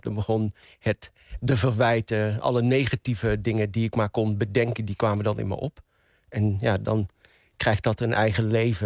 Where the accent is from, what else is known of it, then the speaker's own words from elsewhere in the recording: Venlo, Limburg, Netherlands; accent: Venlo dialect; also born or lived in Marrakesh, Morocco; Ik ben geboren in Marrakesh, maar opgegroeid en opgetogen in Venlo, in Limburg. Ik ben een Venlonaar, een Venloneer. Ik praat plat, ik spreek het dialect.